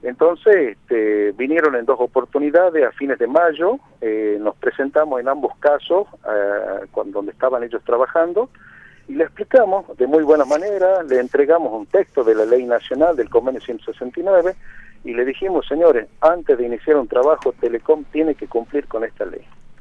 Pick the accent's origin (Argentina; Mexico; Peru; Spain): Argentina; Somos ciudadanos de la República Argentina, hay derechos que nos amparan